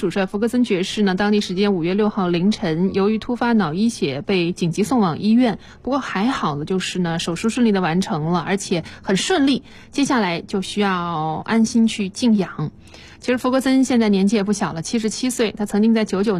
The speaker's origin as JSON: {"language": "Chinese", "town": "Nanjing", "region": "Jiangsu", "country": "China", "tie": "born or raised there", "said": "新的一线城市里边也多了我的家乡南京。"}